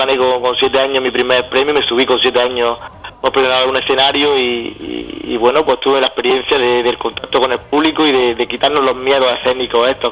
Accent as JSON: {"language": "Spanish", "town": "Salobreña", "region": "Andalusia", "country": "Spain", "said": "soy aquí de la costa, somos de aquí de Salobreña, de la costa tropical de Granada"}